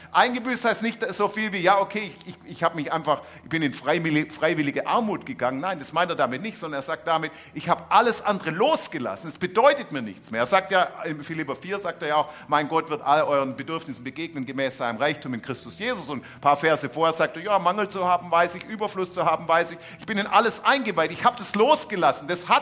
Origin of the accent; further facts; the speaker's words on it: Stuttgart, Baden-Württemberg, Germany; Ich bin da ja aufgewachsen in Untertürkheim.